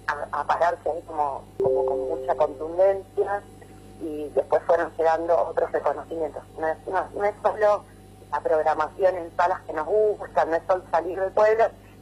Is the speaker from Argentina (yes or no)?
yes; San Marcos Sierra, Córdoba, Argentina; somos de San Marcos Sierra, y la verdad que nunca habíamos estado en esa zona